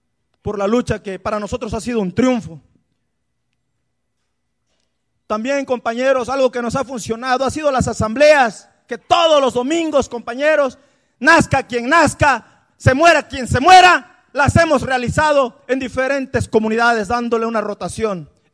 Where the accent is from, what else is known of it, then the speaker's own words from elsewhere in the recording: Guerrero, Mexico; van a saber que venimos de Guerrero